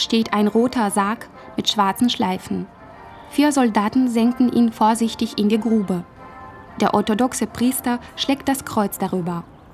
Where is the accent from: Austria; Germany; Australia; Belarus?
Belarus; Chausy, Mogilev Region; moved away; Mindestens einmal im Jahr fahre ich nach Chausse. Das ist meine Heimatstadt. Sie hat 10.000 Einwohner und liegt im Osten von Belarus, 70 Kilometer von der russischen Grenze entfernt.